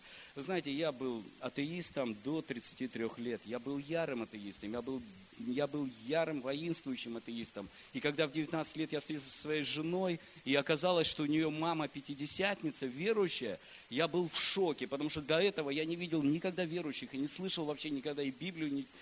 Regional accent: Kemerovo Oblast, Russia; also born or lived in Vladivostok; Родом я из Кемеровской области. Поехал туда на море, поступил, закончил, учился в Владивостоке.

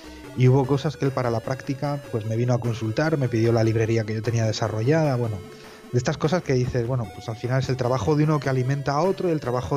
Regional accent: Cantabria, Spain; Yo soy de Cantabria, de un pueblecito

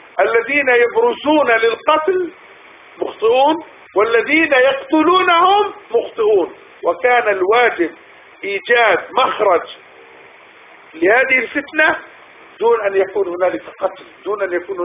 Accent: Palestine; على الأقل نحن الآن من أهل الأرض وفلسطين، نحن لسنا من أهل مصر

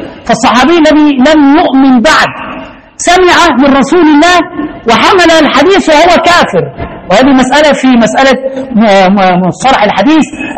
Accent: Egypt; زي ما زمان في عندنا في مصر في واحد اسمه الفتوة

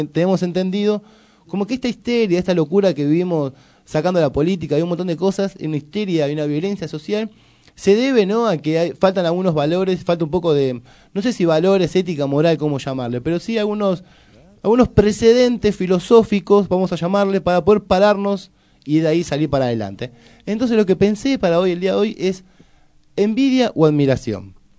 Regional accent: Argentina; Todos somos toda Argentina y hablamos en yankee.

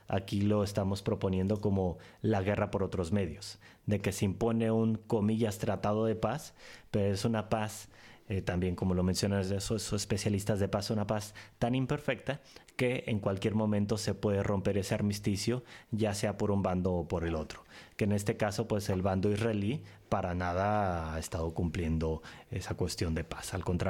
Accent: Tijuana, Baja California, Mexico; now in Europe; En que en mi tierra, en Tijuana, se hizo bastante famoso, tristemente famoso

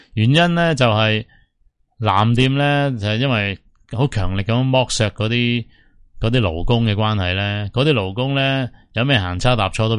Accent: Hong Kong; 最紧要可以支持到佢哋嘅生计，支持到我哋香港人㗎嘛。

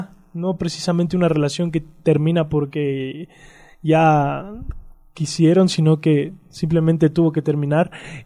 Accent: Quito, Pichincha, Ecuador; born there; Bueno, yo nací en Quito, soy quiteño. Soy estudiante, tengo 18 años recién

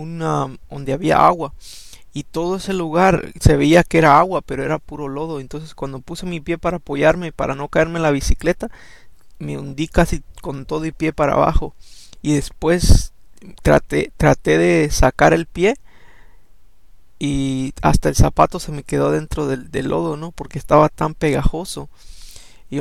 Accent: El Salvador; Yo me crié en El Salvador, ¿no? Y íbamos en bicicletas, todos los amigos nos íbamos

